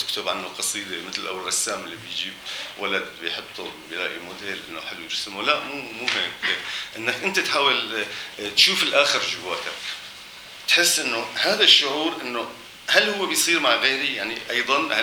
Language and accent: Arabic; Aleppo, Aleppo Governorate, Syria; انه اهم شيء بالنسبة لي انه انا حامل حلبي داخلي، يعني حلبي رهيب، انه حلب حلب حلب كان شيء فظيع. هاي المدينة لفترات ضليت عايش بهي الحالة فترات التسعينات لمنتصفة تقريبا،